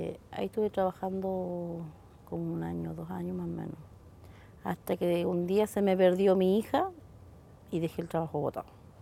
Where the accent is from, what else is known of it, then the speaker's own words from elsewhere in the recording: La Unión, Los Ríos, Chile; tengo 40 años. Yo soy nacida en el sur, en La Unión. Bueno, yo viví con mis papás hasta los 16 años.